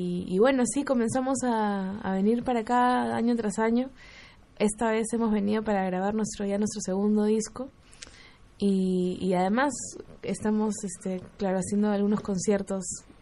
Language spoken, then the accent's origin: Spanish; Lima, Peru; nosotros venimos de Lima, Perú.